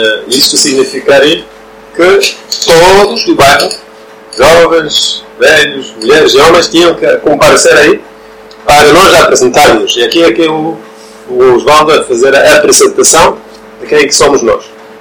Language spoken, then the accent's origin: Portuguese; Norway; Portuguese is a second language; Eu sou norueguês.